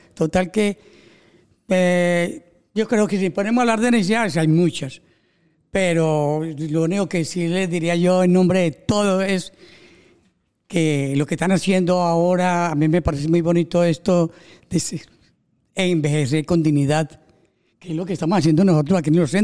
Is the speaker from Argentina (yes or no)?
no; Colombia; now in Spain; Yo hace 31 años vine de Colombia, asilado político.